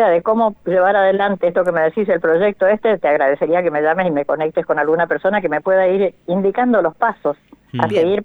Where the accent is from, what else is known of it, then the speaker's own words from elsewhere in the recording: Berazategui, Buenos Aires Province, Argentina; yo soy de Berazategui